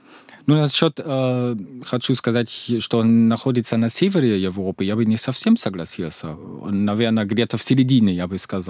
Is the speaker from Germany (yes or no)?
yes; East Germany, Germany; Russian is a second language; у меня было мало родственников в Западной Германии, я сам из Восточной Германии.